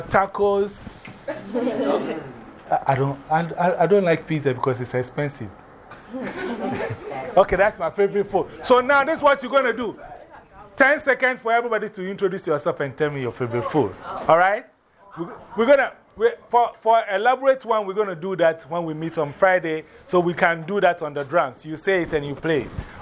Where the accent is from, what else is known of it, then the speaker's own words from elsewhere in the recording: Ghana; I'm from Ghana, West Africa. … I was born on Tuesday